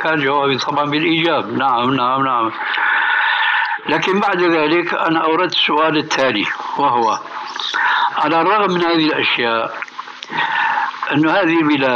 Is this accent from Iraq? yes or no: no; Syria; كلمة بيقول عندنا في الشام كلمة وغطاؤها